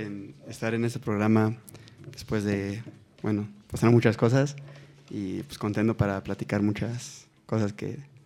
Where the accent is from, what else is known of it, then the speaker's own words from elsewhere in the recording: San Pablo, Tlaxcala, Mexico; Bueno, yo soy del municipio de San Pablo, Ciclatepec, Tlaxcala, perteneciente al estado